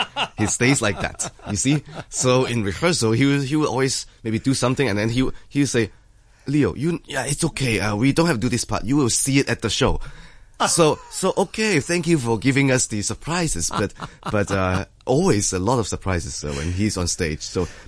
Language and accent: English; Hong Kong; always excited to come back to my hometown orchestra and get to see familiar faces.